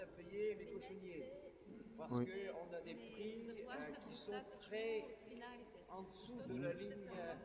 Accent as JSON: {"language": "French", "region": "Brittany", "country": "France", "said": "Je lis l'actualité locale, je suis breton."}